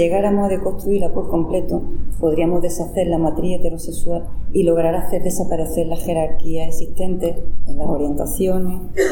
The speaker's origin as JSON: {"language": "Spanish", "region": "Andalusia", "country": "Spain", "tie": "born or raised there", "said": "No hace más frío en Madrid que en mi pueblo, ya lo digo, porque tenemos el mismo clima continental. Pero en Andalucía no se estilaba tanto, o no se podía, o no sé por qué, yo nunca viví una casa con calefacción."}